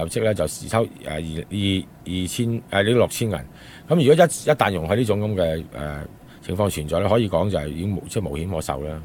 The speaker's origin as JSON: {"language": "Cantonese", "country": "Hong Kong", "said": "即系如果你讲公道嚟讲咧，即系我哋香港人翻去做嘢就冇配额噶嘛。"}